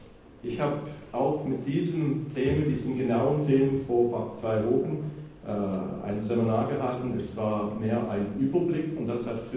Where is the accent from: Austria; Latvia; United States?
United States; moved away as an adult; now in Germany; ich komme ursprünglich aus den USA. Wir sind 79, ich und meine Frau nach Deutschland gekommen, als Gemeindegründer.